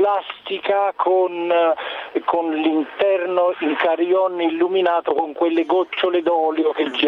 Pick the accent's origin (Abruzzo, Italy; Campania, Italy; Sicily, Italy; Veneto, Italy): Campania, Italy; Naples; lui è di Portici, io sono di Napoli